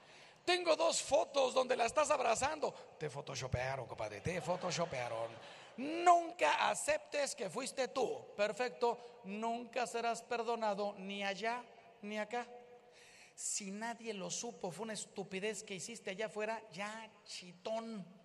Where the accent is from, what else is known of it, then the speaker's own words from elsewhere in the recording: Mexico; Miren, yo soy de México, aquí la mayoría me imagino que es de México.